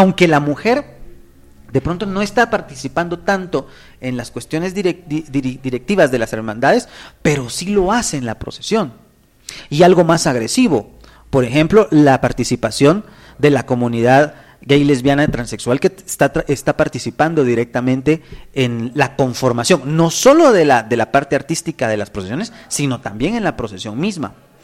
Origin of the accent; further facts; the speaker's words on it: Guatemala; compartimos en este caso una cuestión que nos identifica como guatemaltecos